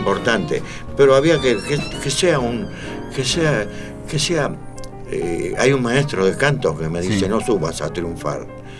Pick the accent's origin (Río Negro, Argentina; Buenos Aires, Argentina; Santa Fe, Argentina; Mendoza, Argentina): Buenos Aires, Argentina; yo soy de Boedo, ¿qué vamos a hacer?